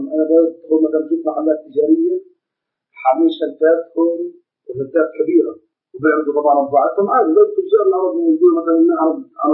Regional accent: Zarqa, Zarqa Governorate, Jordan; عندنا في الزرقاء

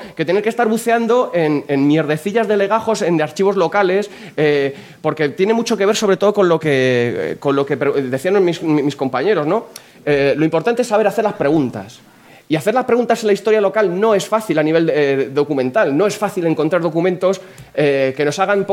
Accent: Aranjuez, Community of Madrid, Spain; Yo, pues bueno, soy de Aranjuez

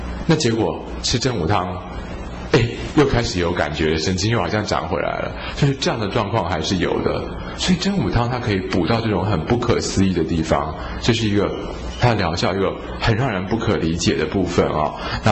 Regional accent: Guangdong, China; 就我们广东人很喜欢搞这个东西

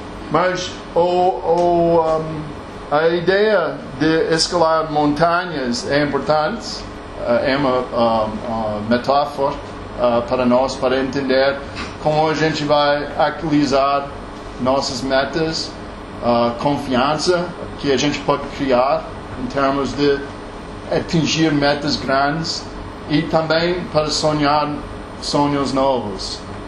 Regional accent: United States; Portuguese is a second language; sou americano. Trabalho aqui desde 2010. Meu português é mais ou menos.

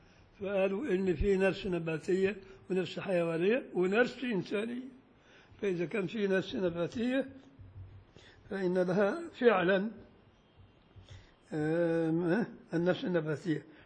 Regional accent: Beni Suef, Beni Suef Governorate, Egypt; وانا شفت وانا طفل صغير في بني سويف

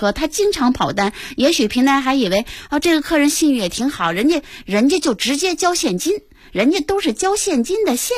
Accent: Beijing, China; 咱们北京人不是就耗着抹不开面吗

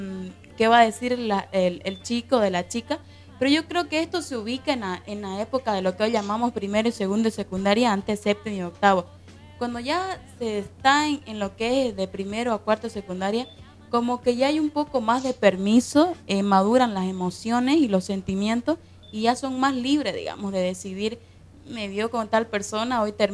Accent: Guarayos, Santa Cruz, Bolivia; also born or lived in Guayaramerín, Beni; yo soy de Guarayos, pero también viví en una parte del Beni que se llama Guayaramerí. Y ambos son, hablemos de diferencia de cultura, siendo tierras cambas ambas

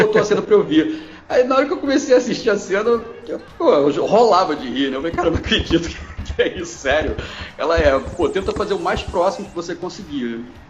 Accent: Rio de Janeiro, Brazil; porque eu sou do Rio, então eu

